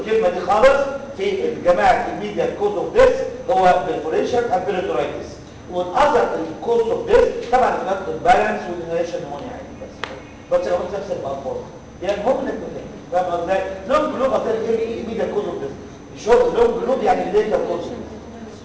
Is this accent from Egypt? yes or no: yes; Egypt; ساعة ماتش الجزائر عمل لي عقدة نفسية أنا مصريين إيه؟